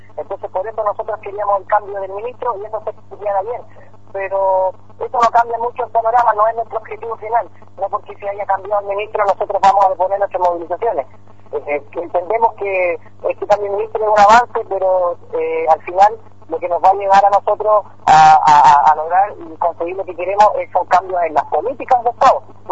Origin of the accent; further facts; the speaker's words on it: Chile; esa es un poco la problemática que tenemos como estudiantes chilenos